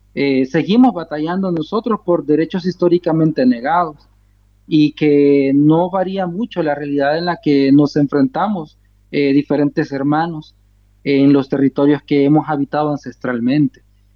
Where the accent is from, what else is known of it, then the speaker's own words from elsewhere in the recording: El Salvador; soy de estirpe Nunahualca. Un pueblo que pues ha batallado desde siempre ante muchas situaciones que enfrentamos como pueblos originarios en los territorios de lo que ahora se llama El Salvador.